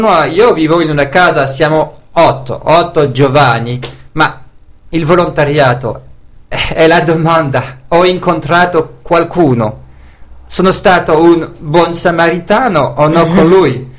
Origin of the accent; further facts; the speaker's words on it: Belgium; Italian is a second language; Sì, sono belga e ho imparato una bellissima lingua.